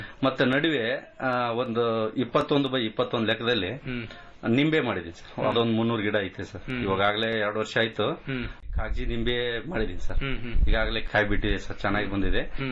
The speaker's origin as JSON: {"language": "Kannada", "town": "Venkatapura", "region": "Karnataka", "country": "India", "tie": "born or raised there", "said": "Sir ನಮ್ಮ ಸ್ವಂತ ಊರು ಕೊಪ್ಪಳ ಜಿಲ್ಲಾ ಕುಷ್ಟಗಿ ತಾಲೂಕು ವೆಂಕಟಾಪುರ ಗ್ರಾಮ ಅಂತ."}